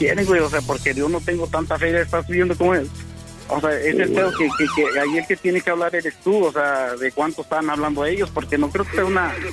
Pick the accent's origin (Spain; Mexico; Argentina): Mexico; Mexico City; Yo soy originario del Distrito Federal de México.